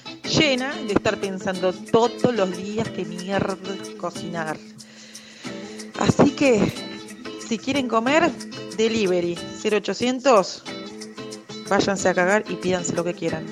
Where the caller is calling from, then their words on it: Glew, Buenos Aires Province, Argentina; soy de Gleu